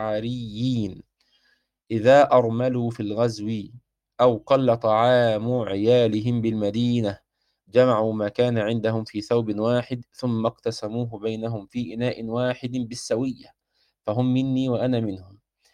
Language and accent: Arabic; Egypt; زي ما احنا بنسميها عندنا في مصر كده الغديوه